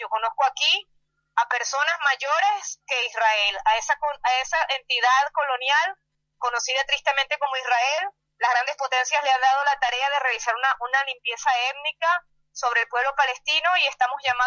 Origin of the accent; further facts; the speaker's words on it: Venezuela; also born or lived in Buenos Aires, Argentina; Yo nací en Buenos Aires, pero mis padres por la dictadura militar tuvieron que emigrar a Venezuela y tengo desde los 5 años viviendo en Venezuela. Yo me siento latinoamericana